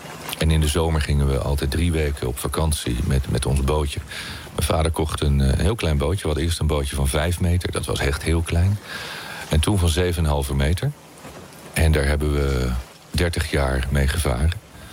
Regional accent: Poland; now in Netherlands; Maar omdat ik uit Polen kom, waar onze familie niet heel veel had. Ik wil niet zeggen arm, maar de boerderij van mijn opa en oma, daar hadden we een waterput, er was geen stromend water, er was zelfs geen elektra de eerste jaren.

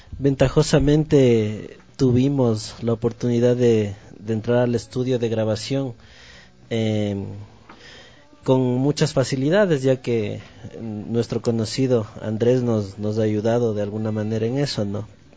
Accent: Quito, Pichincha, Ecuador; todos los integrantes somos del sur de Quito

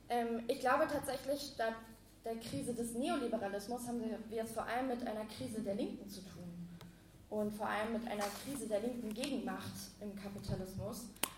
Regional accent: Berlin, Germany; Also ich komme auch aus Berlin

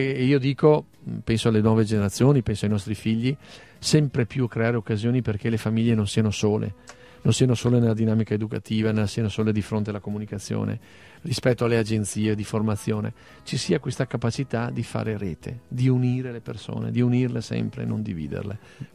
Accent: Treviso, Veneto, Italy; È come dire, da veneti, da trevigiani, recuperare fino in fondo questa storia, queste radici

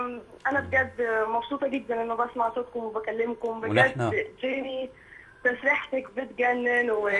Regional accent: Egypt; إحنا عندنا في مصر في مسكن

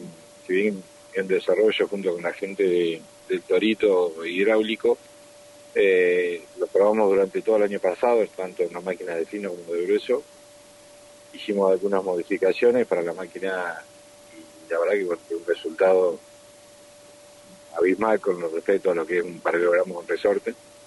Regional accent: Carmen de Areco, Buenos Aires Province, Argentina; born there; moved away; yo nací en Carmen de Areco, si bien no vivo, me fui a estudiar y no volví a vivir, pero vuelvo todas las semanas a trabajar.

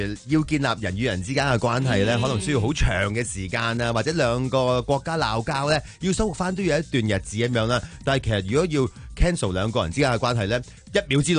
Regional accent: Hong Kong

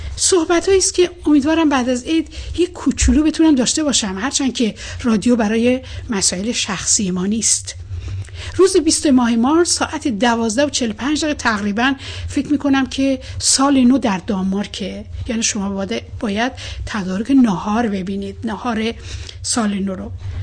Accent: Iran; ما میخواییم به عنوان یک ایرانی در کنار مشکلات هموطنان خودمون باشیم.

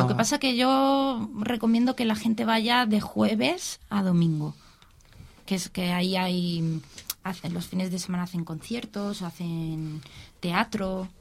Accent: Alicante, Valencian Community, Spain; yo nací aquí en Juan 23, de pequeñita. Estuve hasta los 6 años en el primer sector, que ahora es Ciudad Elegida.

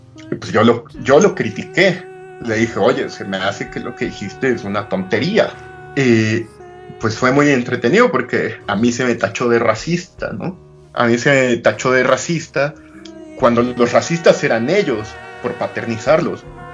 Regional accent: Mexico; nosotros como mexicanos tenemos nuestra raíz española, aunque la renegamos, porque es parte de este colonialismo interno, buscar un enemigo en común, y tenemos la parte indígena.

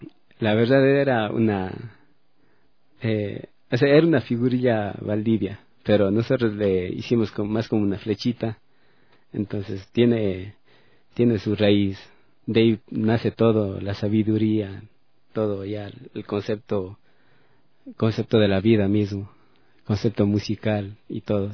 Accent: Ecuador; Creo que es más la esencia que nosotros tenemos como músicos ecuatorianos

